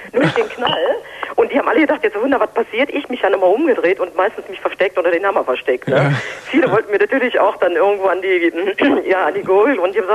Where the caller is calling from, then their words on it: Düsseldorf, North Rhine-Westphalia, Germany; ich komme aus Düsseldorf